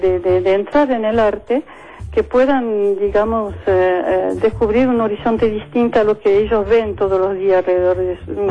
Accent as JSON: {"language": "Spanish", "country": "France", "second_language": "Spanish", "lives_now": "Argentina", "said": "Yo soy francesa."}